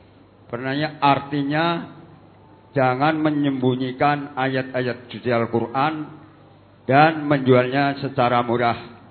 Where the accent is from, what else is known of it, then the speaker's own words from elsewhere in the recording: Kebasen, Central Java, Indonesia; dari cabang Kebasen, Banyumas.